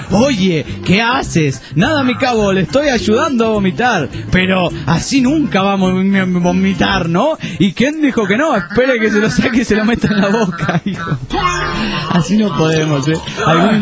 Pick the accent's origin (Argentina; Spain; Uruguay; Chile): Chile; Viña del Mar, Valparaíso; Soy chileno de Viña del Mar.